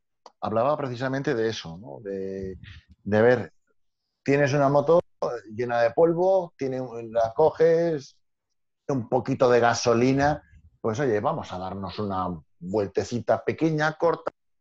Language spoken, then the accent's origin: Spanish; Valencia, Valencian Community, Spain; yo, venimos de Valencia y tal, con nuestras 125 y otra vez para 200.